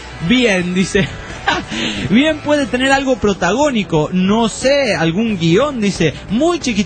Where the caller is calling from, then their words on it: Pucallpa, Ucayali, Peru; de Pucallpa, el Perú, dice.